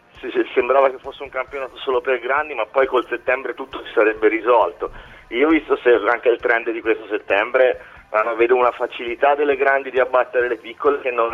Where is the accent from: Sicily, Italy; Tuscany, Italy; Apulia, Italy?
Tuscany, Italy; now in Brescia, Italy; io sono toscano, sono via Regina come Lippi, sì. Però mi tocca abitare qua